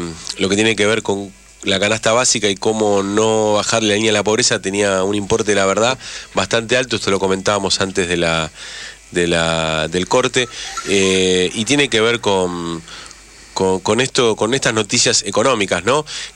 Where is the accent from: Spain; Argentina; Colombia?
Argentina; Buenos Aires; Yo, que he vivido casi toda mi infancia ahí en Parque Rivadavia